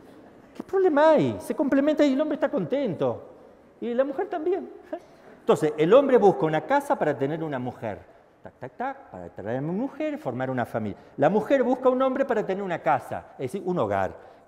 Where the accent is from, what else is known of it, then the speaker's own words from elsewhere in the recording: Argentina; Disculpe que hay una palabra fea, yo soy argentino, me salió ahí.